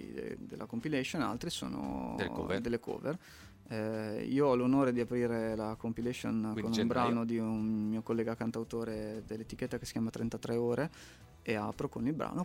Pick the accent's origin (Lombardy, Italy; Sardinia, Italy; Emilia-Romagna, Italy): Emilia-Romagna, Italy; Bologna; Sono bolognese, ho accettato questa sfida